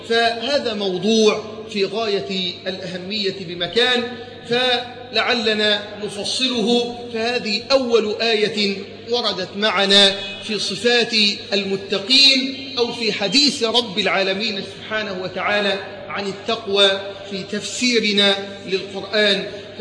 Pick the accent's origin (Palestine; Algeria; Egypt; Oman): Egypt; اللهم ارزق بلدنا مصر حاكما ربانيا صالحا